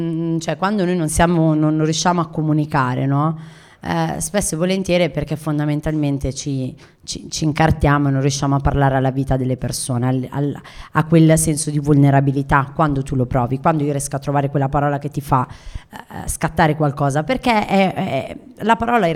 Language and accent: Italian; Milan, Lombardy, Italy; sono nata a Milano, mi sento milanese, gli anni 90 ho vissuto ho fatto qui i miei studi